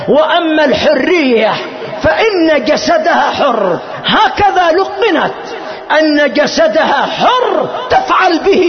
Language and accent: Arabic; Yemen; ما حصل عندنا في اليمن قبل مدة قريبة